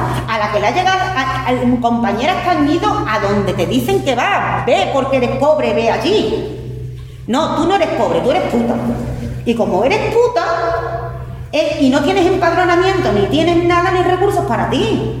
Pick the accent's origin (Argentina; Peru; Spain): Spain; A mí no me están llevando porque soy española.